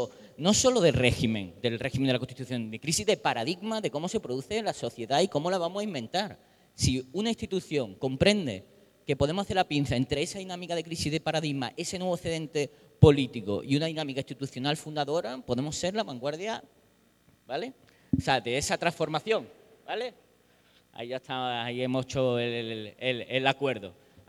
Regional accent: Malaga, Andalusia, Spain; yo soy de Málaga

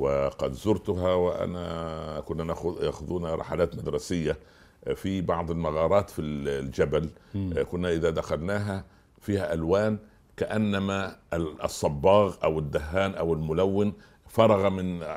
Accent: Minya Governorate, Egypt; قلت عندي في قريتي في صعيد مصر.

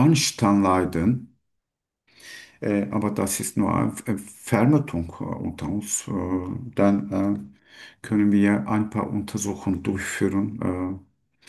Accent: Turkey; German is a second language; now in Gladbeck, Germany; Ja, ich komme aus der Türkei. Ich lebe jetzt circa 3 Jahren in Deutschland. Ich wohne

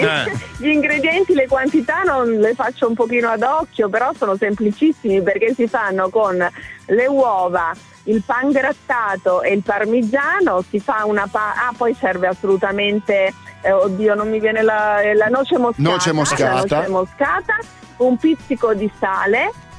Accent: Bussolengo, Veneto, Italy; born there; Io sono nata a Verona, cioè a Bussolengo ovviamente, ma per caso, per cui comunque ho un legame forte con Verona perché i miei nonni sono sempre stati a Verona

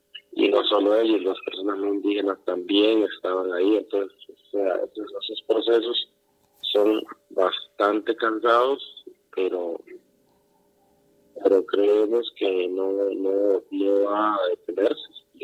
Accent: Salitre, Puntarenas, Costa Rica; yo soy del territorio en la Bribri de Salitre, del sur de Costa Rica. Mi clan es Tuadiwak.

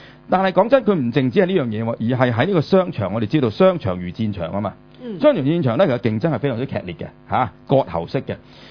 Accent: China; 因為我作為一個中國人啦

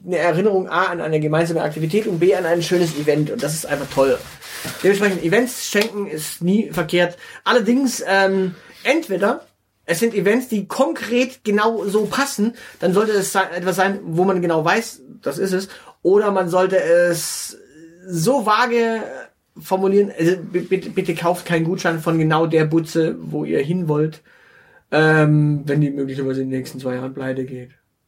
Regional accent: Baden-Württemberg, Germany; als Schwabe ist man natürlich immer glücklich über ein Buch.

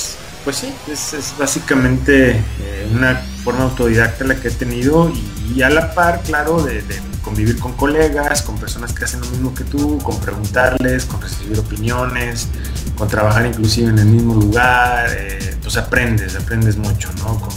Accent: Mexico; A querer yo también contar historias, pero situadas en mi país, ¿no? Que tengan un propósito más directo con tanto como con los mexicanos como con las personas fuera del país, ¿no?

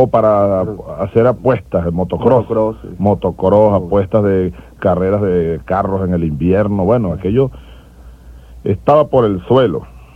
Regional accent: Sabaneta, Barinas, Venezuela; born there; Yo nací en la ribera derecha, es decir, del lado de Barinas, del río Boconó. A la orilla, 100 metros del río, nacimos nosotros en Sabaneta de Barinas.

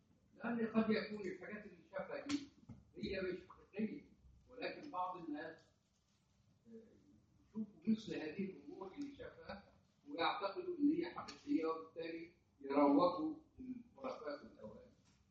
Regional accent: Egypt; يعني حتى يعني عندنا في مصر هنا تلاقي احيانا الناس تروح تتبرك

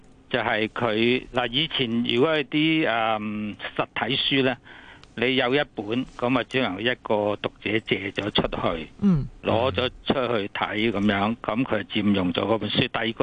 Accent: Hong Kong; 我哋香港人

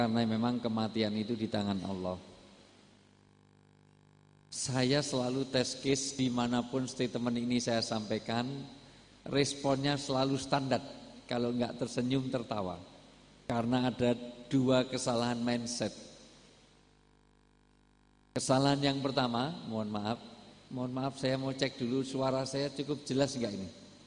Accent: Java, Indonesia; Karena saya asli orang Jawa, di dalam tradisi orang Jawa, orang tua disebut sepuh.

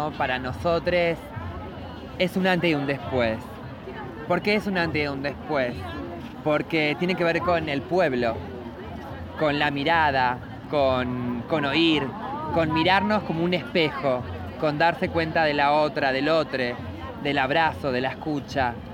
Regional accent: La Matanza, Buenos Aires Province, Argentina; soy abolicionista, transfeminista, matancera, orgullosa del conurbano.

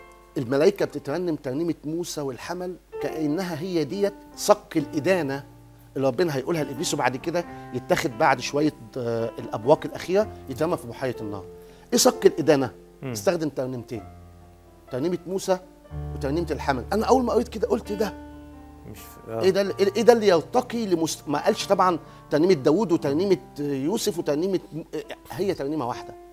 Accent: Egypt; وده اللي خلاني حاسس انا فرحان ان انا مصري

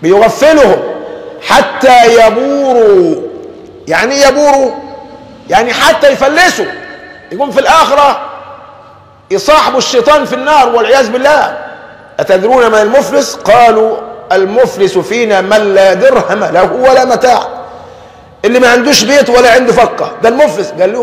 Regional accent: Egypt; ولذلك عندنا كمصريين دمنا خفيف

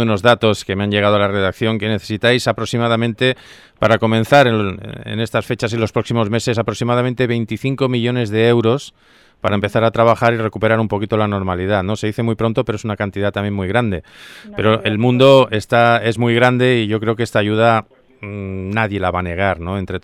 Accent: Spain; ¿Somos solidarios los españoles ante situaciones como esta?

